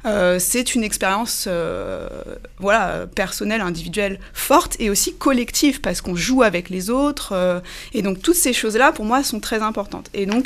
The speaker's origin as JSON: {"language": "French", "town": "Cergy", "region": "Île-de-France", "country": "France", "tie": "born or raised there", "said": "je suis une enfant du pays. Mmh. J'ai grandi à Cergy. J'ai été élève au Laris, puis au Collège des Touleuses, puis au lycée Alfred Kessler."}